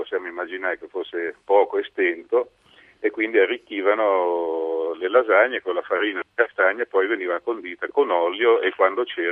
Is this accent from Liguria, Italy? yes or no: yes; Genoa, Liguria, Italy; io sono genovese